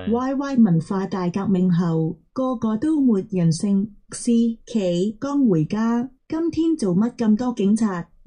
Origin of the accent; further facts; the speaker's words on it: Yuen Long, New Territories, Hong Kong; 我是元朗人